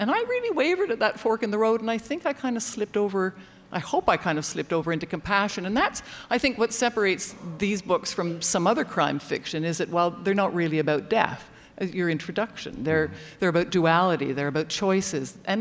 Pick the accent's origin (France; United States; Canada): Canada; I was raised with privilege. I was raised in Canada. I was raised healthy with a certain amount of intelligence.